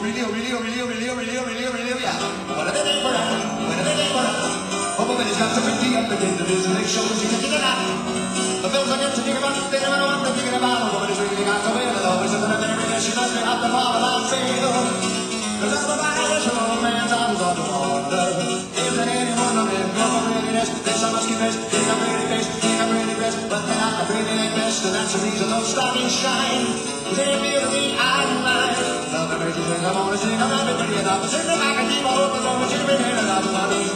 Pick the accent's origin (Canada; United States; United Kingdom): Canada; Winnipeg, Manitoba; We grew up in Winnipeg together. We've known each other at least 25 years or so.